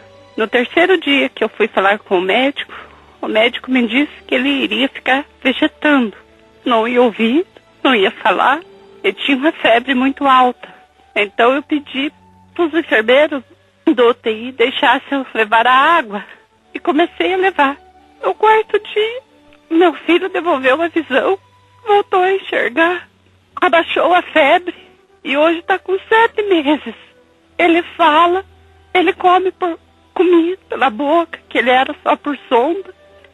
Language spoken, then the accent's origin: Portuguese; Turvo, Brazil; Eu sou de Turvo.